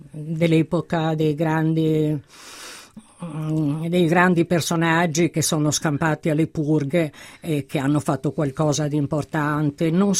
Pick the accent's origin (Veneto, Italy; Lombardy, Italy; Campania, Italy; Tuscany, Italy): Lombardy, Italy; Milan; Quasimodo mi ha svelato alcuni misteri di Milano che io milanese non conoscevo